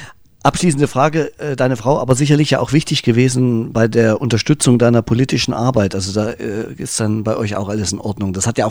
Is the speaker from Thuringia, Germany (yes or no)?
yes; Thuringia, Germany; Ich bin ja der dazugezogen ist. Ich bin ja aus Thüringen eigentlich und bin jetzt hier oben.